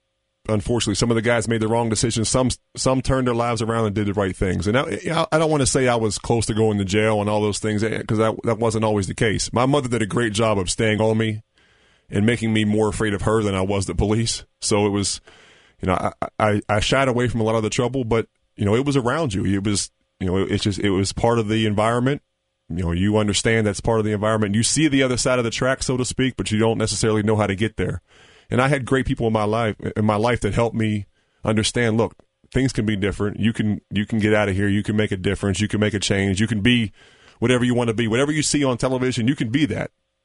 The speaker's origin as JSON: {"language": "English", "town": "Pittsburgh", "region": "Pennsylvania", "country": "United States", "tie": "born or raised there", "said": "I was a big Steeler fan growing up in Pittsburgh."}